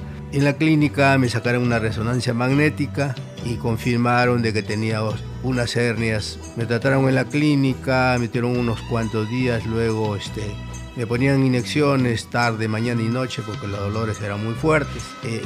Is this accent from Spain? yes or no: no; Lima, Peru; Yo vengo del distrito de Comas.